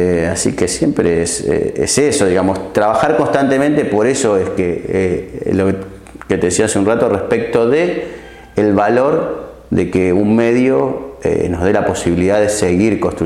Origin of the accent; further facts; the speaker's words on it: La Matanza, Buenos Aires Province, Argentina; also born or lived in Puerto Madryn; crecí en La Matanza, pero nací en Puerto Madryn.